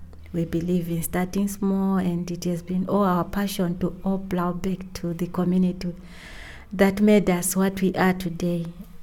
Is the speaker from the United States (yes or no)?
no; Zimbabwe; I'm from Zimbabwe. I have been here for a couple of days, and I'll be going back next week. It has been lovely being here in Germany